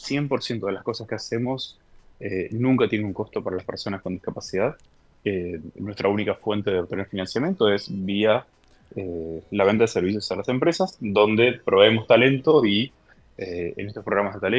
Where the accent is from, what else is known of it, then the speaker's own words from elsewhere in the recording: Argentina; y esto siendo argentino también, es que tengo muchísimos compatriotas viviendo allí.